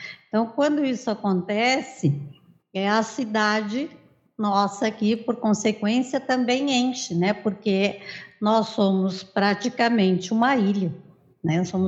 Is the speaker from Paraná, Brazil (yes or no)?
no; Rio Grande do Sul, Brazil; Eu sou gaúcha do litoral aqui.